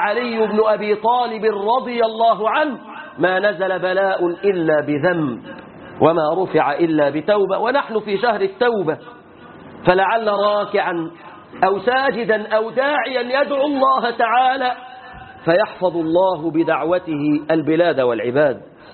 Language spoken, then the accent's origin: Arabic; Egypt; واحفظ بلادنا مصر من كل فتنة وسوء وكرب وهم يا رب العالمين